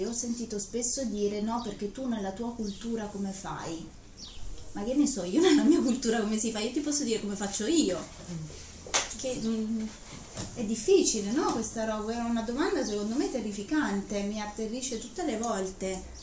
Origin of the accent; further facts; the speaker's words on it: Bergamo, Lombardy, Italy; Io che vengo da Bergamo, tutti i bergamaschi abbiamo la stessa camicetta